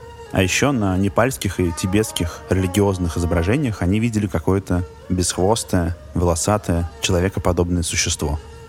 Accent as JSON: {"language": "Russian", "region": "Moscow", "country": "Russia", "lives_now": "Scotland, United Kingdom", "said": "Я москвич, которому случилось переехать в замок в Шотландии. Я тут живу, кажется, уже несколько месяцев."}